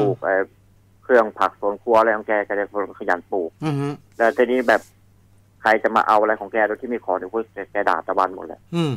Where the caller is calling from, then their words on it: Bang Pa-in, Phra Nakhon Si Ayutthaya, Thailand; จากอยุธยาครับผม